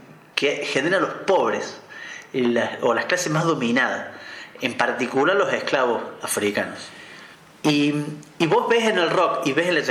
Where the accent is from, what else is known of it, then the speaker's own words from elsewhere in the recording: Córdoba, Argentina; Yo no seré muy futbolero que digamos, pero soy de Alberdi